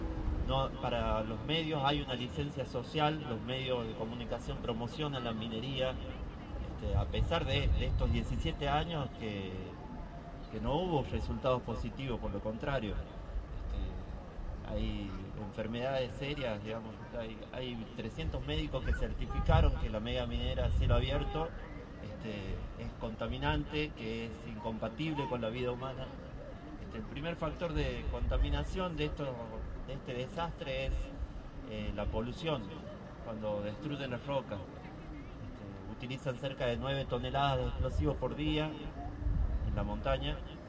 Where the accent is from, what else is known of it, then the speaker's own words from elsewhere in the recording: San Fernando del Valle de Catamarca, Catamarca, Argentina; de San Fernando del Valle de Catamarca.